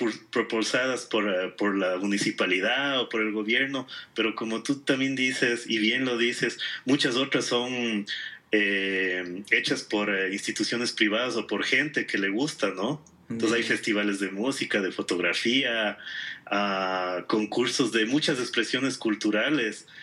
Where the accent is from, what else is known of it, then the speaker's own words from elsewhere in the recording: Quito, Pichincha, Ecuador; A veces uno como quiteño ya te acostumbras